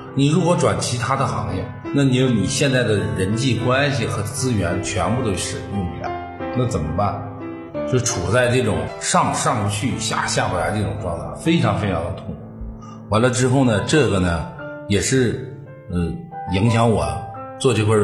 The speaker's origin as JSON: {"language": "Chinese", "region": "Northeast China", "country": "China", "lives_now": "Hebei, China", "said": "因为我是一个从东北来的，来到河北算是一个外地"}